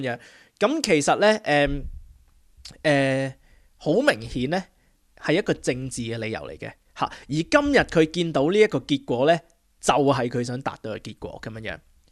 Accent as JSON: {"language": "Cantonese", "country": "China", "lives_now": "Australia", "said": "我哋中国人咧都冇乜所谓"}